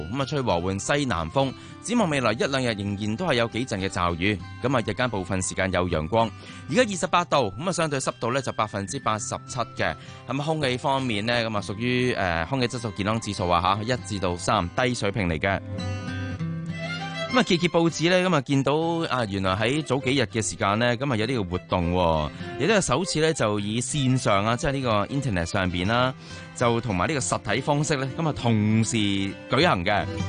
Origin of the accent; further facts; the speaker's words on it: Hong Kong; 我們本地人啊，土生土長香港人啊